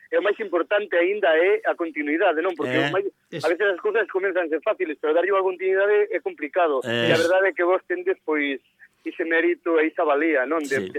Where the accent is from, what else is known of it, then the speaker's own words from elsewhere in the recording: Galicia, Spain; precisamente esta vez tocou o viño do Ribeiro, da comarca de Ourense, da miña terra